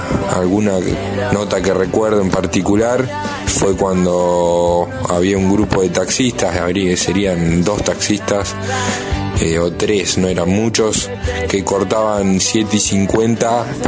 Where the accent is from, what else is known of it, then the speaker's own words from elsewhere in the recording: Olavarría, Buenos Aires Province, Argentina; now in La Plata, Argentina; soy de Olavarría, pero vivo en La Plata hace unos 6 años.